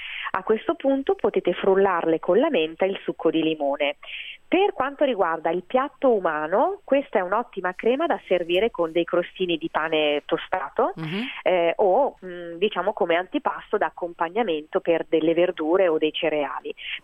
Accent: Milan, Lombardy, Italy; born there; io sono nata a Milano, ma sono semplicemente nata a Milano da due dinastie pugliesi da sempre.

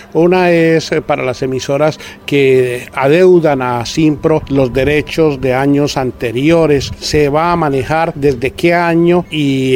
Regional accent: Colombia; pero como somos buenos colombianos

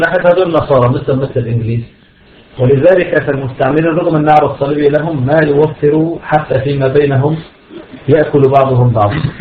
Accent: Syria; نحن عندنا في بلاد الشام كان فيه الأمن السياسي والأمن العسكري

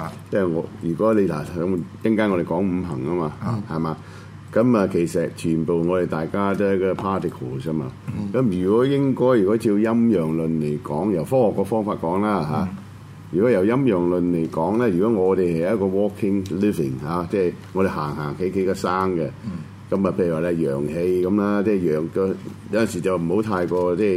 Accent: China; 可能我中國人佢唔睬我。

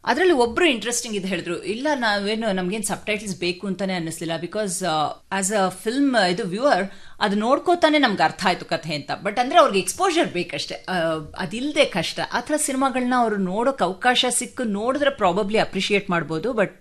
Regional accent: Bangalore, Karnataka, India; Heart of Bengaluru ಅಂತಲ್ಲ, ಗಾಂಧಿ ಬಜಾರ್ ಆ ಏರಿಯಲ್ಲಿ ಹುಟ್ಟಿ ಬೆಳೆದಿದ್ದು.

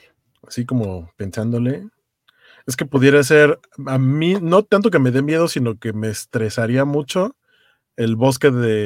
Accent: Iztapalapa, Mexico City, Mexico; yo no los sentí porque yo soy de Iztapalapa

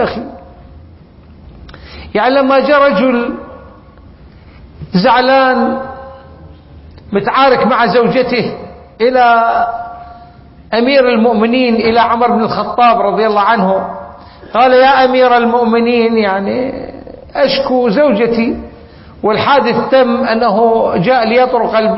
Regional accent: Iraq; كلمة آه وهي لحد الآن موجودة عندنا في العراق مشهورة.

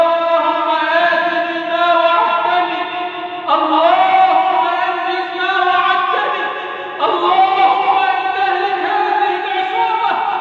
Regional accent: Egypt; اللهم اجعل بلدنا مصر أمنا أمانا

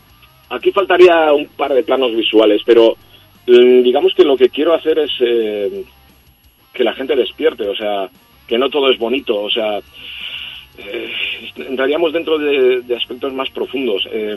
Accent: Catalonia, Spain; mi lengua materna es el castellano, pero me crié en Cataluña, puedo cantar en catalán, aquí en euskera, francés, inglés, un poquito de alemán, algo de italiano, bastante políglota en ese sentido.

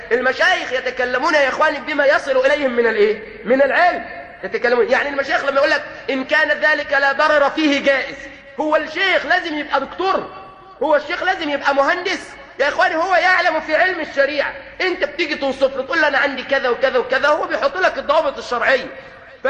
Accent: Egypt; بعض الطبيبات هنا عندنا في مصر

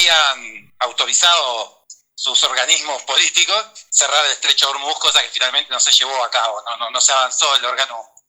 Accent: Neuquén, Argentina; also born or lived in Bolivia; a los 3 meses ya estaba viviendo en Neuquén, que es donde sigo viviendo, pero bueno, nací en Bolivia.

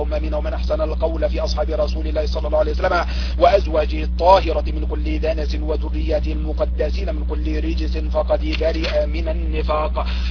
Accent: Egypt; now in United States; أنا من مصر لكن أعيش في أمريكا، نعم من مصر وأعيش في أمريكا

